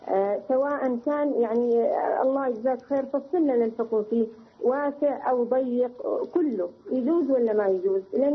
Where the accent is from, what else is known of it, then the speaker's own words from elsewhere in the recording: Mecca, Makkah Province, Saudi Arabia; لا أنا من أهل مكة